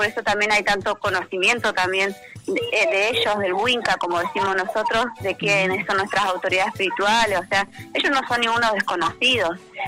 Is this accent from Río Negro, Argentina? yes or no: yes; Viedma, Río Negro, Argentina; mi lugar de origen es Río Negro, Viedma, Carmen de Patagones, donde yo nací. Mi familia viene de la meseta Sumuncura, de mapuche. Toda mi remá, mi familia es mapuche.